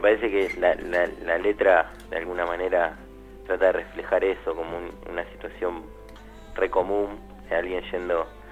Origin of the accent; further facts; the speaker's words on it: Quilmes, Buenos Aires Province, Argentina; El miércoles pasado tocamos, bueno, en Quilmes, nosotros somos de Quilmes.